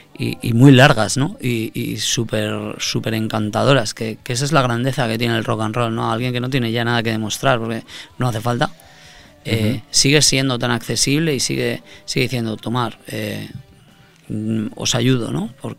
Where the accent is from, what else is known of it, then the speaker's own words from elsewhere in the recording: Teruel, Aragon, Spain; soy de Teruel, tal, somos de Teruel